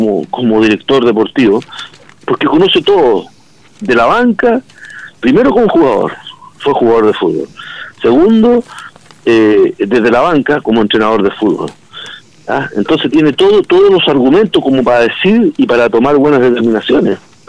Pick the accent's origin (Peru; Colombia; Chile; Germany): Chile; yo soy muy nacionalista, soy muy chileno.